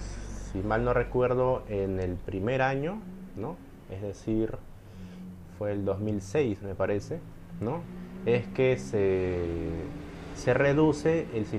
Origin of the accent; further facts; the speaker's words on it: Lima, Peru; soy de Lima, de padres migrantes, de Ayacucho y de la serranía de Lima.